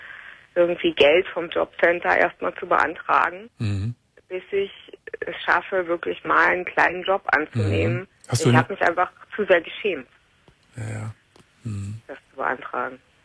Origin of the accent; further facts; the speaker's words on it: Saarland, Germany; now in Berlin, Germany; Ich komme eigentlich aus dem Saarland, aber ich bin jetzt schon länger in Berlin, als ich im Saarland gewohnt habe.